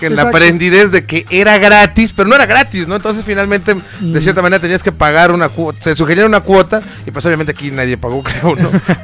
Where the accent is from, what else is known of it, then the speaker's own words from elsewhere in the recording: Mexico; fíjate aquí cómo somos los mexicanos